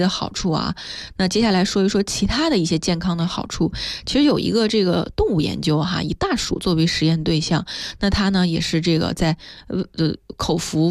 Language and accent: Chinese; Korla, Xinjiang, China; 我刚刚说到的我们家乡的这个库尔勒香梨哈